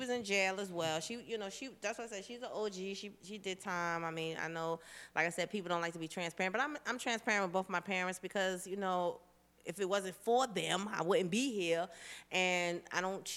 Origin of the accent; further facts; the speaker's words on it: Queens, New York, United States; we lived in, we lived in South Jamaica, Queens. 40 Projects in the house. Let me get a shout out to my hometown.